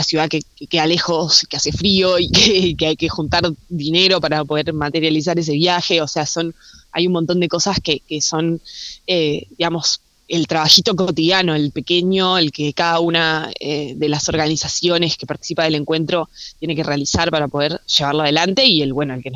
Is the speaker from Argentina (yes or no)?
yes; Bariloche, Río Negro, Argentina; o sea, sí, soy acá de Bariloche.